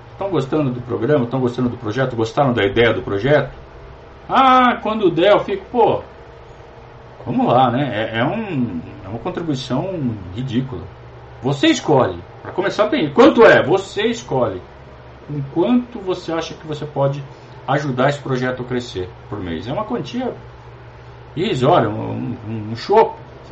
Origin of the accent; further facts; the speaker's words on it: Sorocaba, São Paulo, Brazil; lá de Sorocaba, minha terra, Sorocaba.